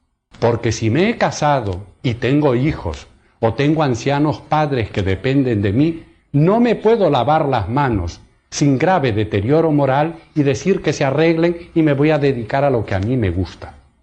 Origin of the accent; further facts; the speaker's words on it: Argentina; En mis viajes y también en mi país, en Argentina